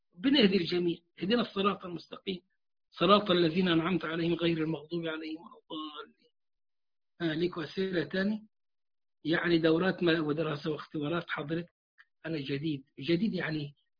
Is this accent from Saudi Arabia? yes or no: no; Egypt; وعندنا في مصر انتوا عارفينهم ولا اقول لك عليهم؟